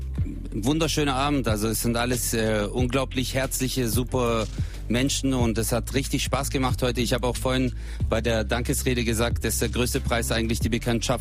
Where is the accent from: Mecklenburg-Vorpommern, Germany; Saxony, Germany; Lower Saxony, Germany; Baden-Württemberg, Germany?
Baden-Württemberg, Germany; Stuttgart; Also, ich komme aus Stuttgart, genau.